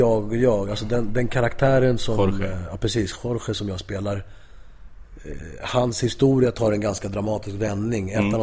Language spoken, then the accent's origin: Swedish; Spain; Jag är spanjor från Spanien.